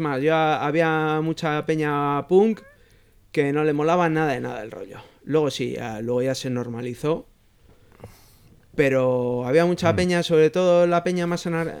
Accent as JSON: {"language": "Spanish", "town": "Bilbao", "region": "Basque Country", "country": "Spain", "said": "El Bullón. Yo soy de Uribarri, chaval."}